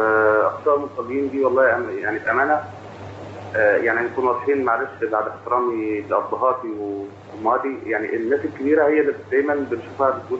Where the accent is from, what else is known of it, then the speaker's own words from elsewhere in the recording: Faiyum, Faiyum Governorate, Egypt; now in Libya; انا من الفيوم.